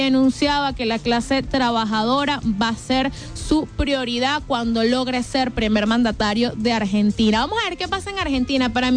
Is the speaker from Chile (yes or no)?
no; Venezuela; para nosotros como venezolanos también tiene un papel importante estas elecciones